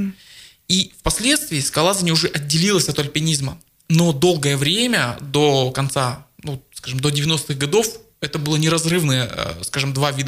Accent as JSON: {"language": "Russian", "town": "Abakan", "region": "Khakassia", "country": "Russia", "tie": "born or raised there", "said": "И вот я сам родом из Абакана."}